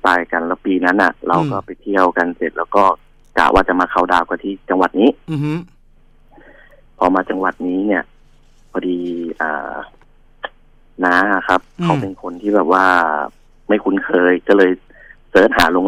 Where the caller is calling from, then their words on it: Chonburi, Thailand; ผมโทรมาจากชลบุรีครับ